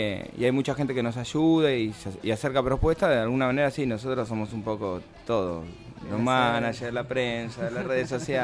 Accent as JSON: {"language": "Spanish", "town": "La Plata", "region": "Buenos Aires Province", "country": "Argentina", "said": "Nosotros somos de La Plata. Cada vez que tenemos que tocar, tenemos que hacer todo un movimiento para poder venir para acá."}